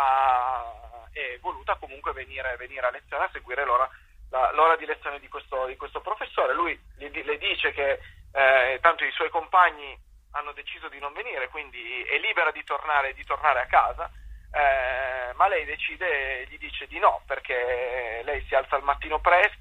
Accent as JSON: {"language": "Italian", "town": "Turin", "region": "Piedmont", "country": "Italy", "said": "io sono di Torino"}